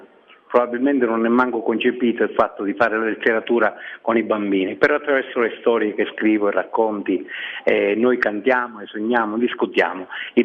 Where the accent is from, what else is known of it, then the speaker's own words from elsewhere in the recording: Favara, Sicily, Italy; born there; ho 60 anni, sono nato a Favara ma per diverse ragioni sono finito a lavorare a Palermo.